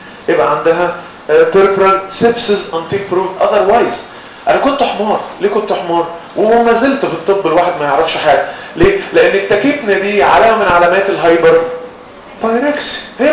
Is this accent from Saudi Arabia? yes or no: no; Egypt; ودي مأساة عندنا في مصر